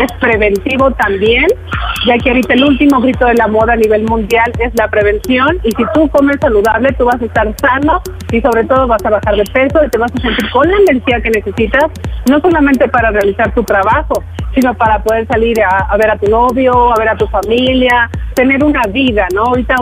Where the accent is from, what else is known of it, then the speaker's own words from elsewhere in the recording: Mexico; muy contento de estar aquí en mi tierra mexicana, ya que soy mexicana